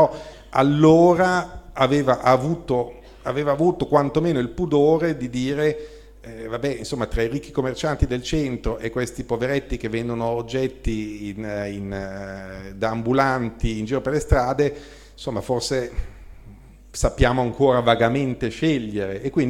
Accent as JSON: {"language": "Italian", "town": "Bologna", "region": "Emilia-Romagna", "country": "Italy", "said": "poi lo dico da bolognese, quindi veramente stalinismo peso"}